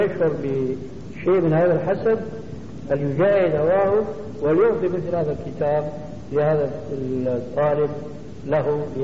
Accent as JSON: {"language": "Arabic", "country": "Syria", "said": "عندنا في سوريا"}